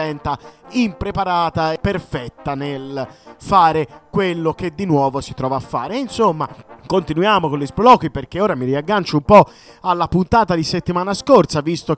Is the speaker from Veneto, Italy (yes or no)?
no; Tuscany, Italy; io che sono toscano ho delle amicizie che lavorano nei CAF, tipo nel capoluogo, quindi a Firenze